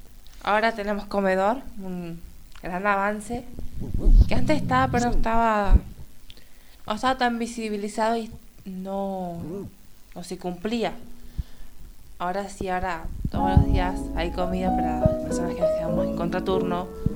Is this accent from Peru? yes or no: no; El Hoyo, Chubut, Argentina; Las personas que venimos desde El Hoyo no podemos tomar el cole de última porque no hay.